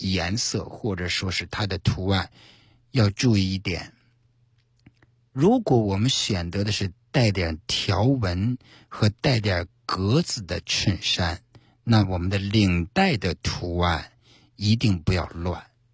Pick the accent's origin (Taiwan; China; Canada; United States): China; 我们中国人对于面试这个谦虚和自信，这里面要有个度